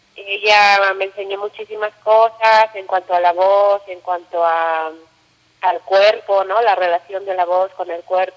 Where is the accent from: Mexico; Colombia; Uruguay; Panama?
Mexico; moved away; Yo me fui de México hace 12 años, me fui de México.